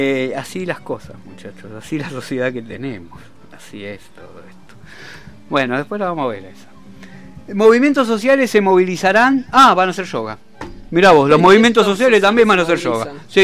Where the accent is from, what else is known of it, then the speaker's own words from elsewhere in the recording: Merlo, Buenos Aires Province, Argentina; yo que soy de Merlo, ¿no?